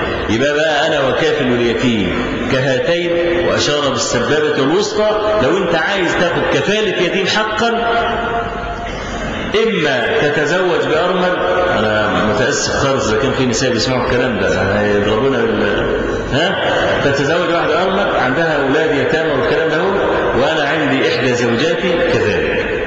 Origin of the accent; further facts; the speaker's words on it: Egypt; إحنا عندنا في مصر